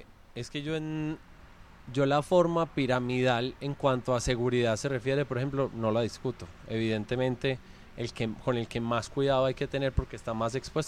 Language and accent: Spanish; Colombia; como buenos colombianos somos muy liberales para exigir derechos